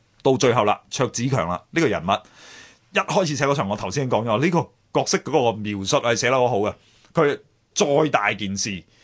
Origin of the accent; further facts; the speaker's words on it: Hong Kong; 咁我都系香港人嚟啊嘛